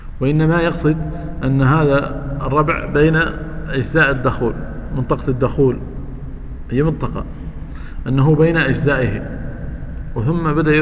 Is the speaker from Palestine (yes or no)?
no; Mauritania; انا ادركت هذا عندنا في موريتانيا